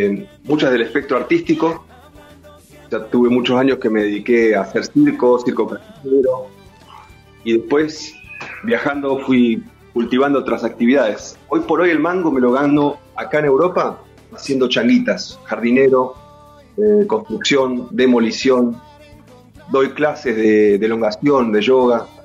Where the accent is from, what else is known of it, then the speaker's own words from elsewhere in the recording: Buenos Aires, Argentina; also born or lived in Chaco; yo crecí un poco a caballo entre Buenos Aires y el Chaco, en casa de mis abuelos en el Chaco y en Buenos Aires donde nací, en Capital, en Caballito.